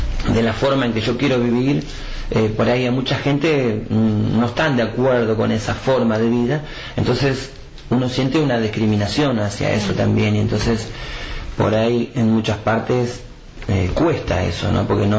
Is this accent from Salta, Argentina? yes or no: no; Buenos Aires, Argentina; born there; now in El Bolsón, Argentina; Yo nací en Buenos Aires, en Capital Federal, en Chacarita.